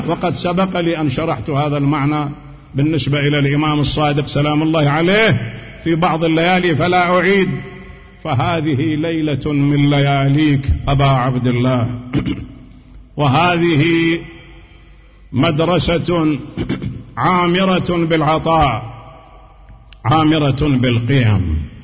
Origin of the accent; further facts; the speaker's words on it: Najaf, Najaf Governorate, Iraq; كما كان عندنا في النجف